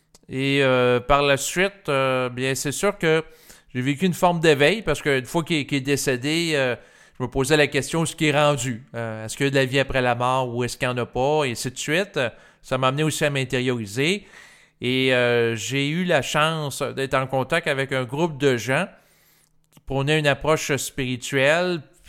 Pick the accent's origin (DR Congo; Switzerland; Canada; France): Canada; Quebec; Moi, je suis un Québécois. Je suis né en 1981. Je viens d'une famille quand même assez conservatrice pour l'époque. Mes deux parents allaient régulièrement à la messe.